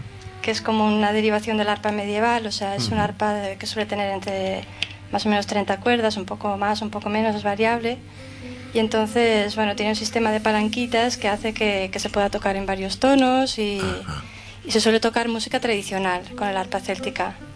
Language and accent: Spanish; Tamarite de Litera, Aragon, Spain; now in Barcelona, Spain; De Tamarite, de un pueblo de Huesca. Pero hace muchos años que...